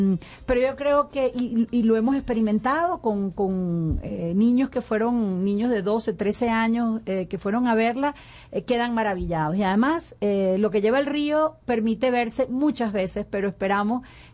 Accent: Venezuela; sea también una travesía hacia un pedacito más de lo que somos los venezolanos.

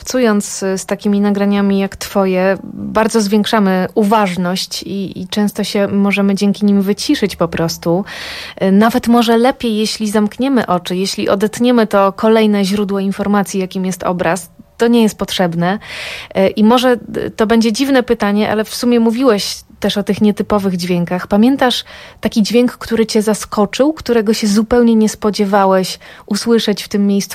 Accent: Bug River area, Poland; Ja pochodzę z drugiej strony Polski, znad rzeki Bug

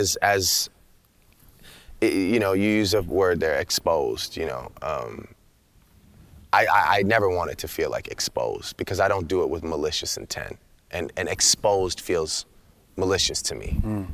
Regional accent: Toronto, Ontario, Canada; because you know, I'm from Toronto. I'm from a place where it's a true mosaic.

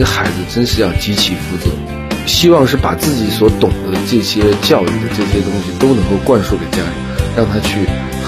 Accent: China; 我们中国人经常讲用人不疑

